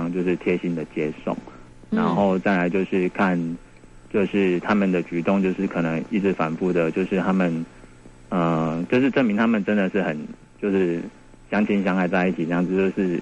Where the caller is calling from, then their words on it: New Taipei, Taiwan; 我是新北的